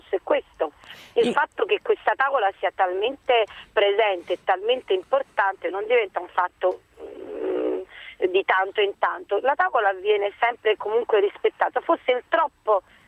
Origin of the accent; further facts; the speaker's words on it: Naples, Campania, Italy; E da buona napoletana, grande rispetto della tavola